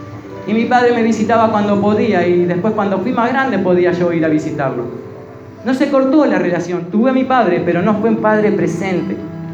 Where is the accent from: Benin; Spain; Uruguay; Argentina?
Uruguay; ¿Y yo qué soy? Yo soy uruguayo.